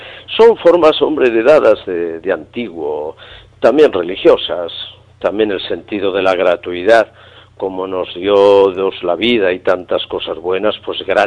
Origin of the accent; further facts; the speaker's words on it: Castile, Spain; como dicen en mi tierra, en Castilla.